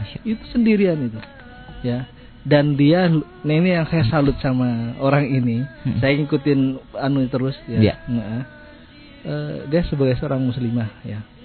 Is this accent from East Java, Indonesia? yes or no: yes; East Java, Indonesia; kita orang Jawa Timur